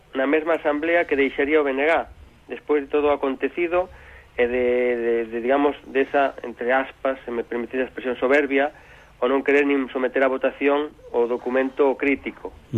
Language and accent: Galician; Galicia, Spain; empezo hoxe por nacionalismo, sendo galegos.